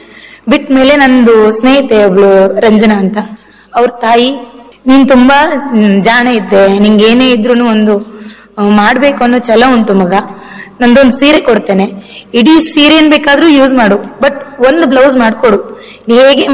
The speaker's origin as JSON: {"language": "Kannada", "town": "Murudeshwar", "region": "Karnataka", "country": "India", "tie": "born or raised there", "said": "ನನ್ನ ಊರಲ್ಲಿ, ನನ್ನ ಊರು ಮುರುಡೇಶ್ವರ, ಮುರುಡೇಶ್ವರ ಬಸ್ತಿಯಲ್ಲಿ."}